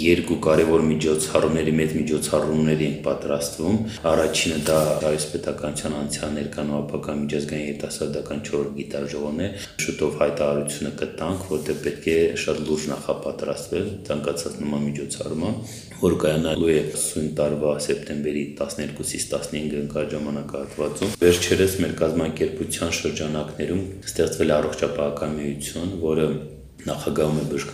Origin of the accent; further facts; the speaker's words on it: Nagorno-Karabakh, Azerbaijan; որը մեզ համար և որպես արցախցի ու որպես կազմակերպություն շատ մեծ հպարտություն է։